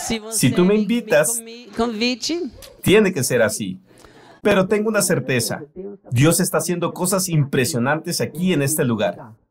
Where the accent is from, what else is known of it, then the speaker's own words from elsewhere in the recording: Austria; Spanish is a second language; Soy austriaco, nací y crecí en Austria. Tengo casi 60 años de edad. Voy a ser 58 este año.